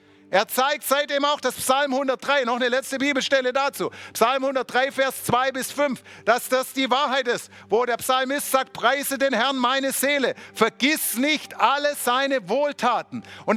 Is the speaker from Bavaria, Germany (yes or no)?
no; Baden-Württemberg, Germany; Oh, ich bin selber Schwabe, ich kann solche Witze machen.